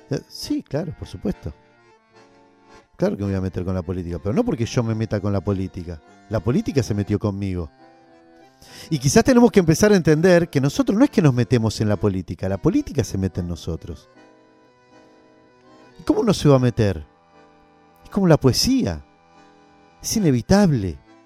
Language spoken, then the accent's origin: Spanish; Argentina; dentro de nuestra historia como Argentina, una creación como esta